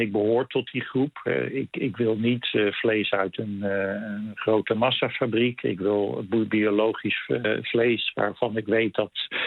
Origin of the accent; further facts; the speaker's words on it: Netherlands; now in Canada; Ja, als Nederlander is dat vreselijk wennen.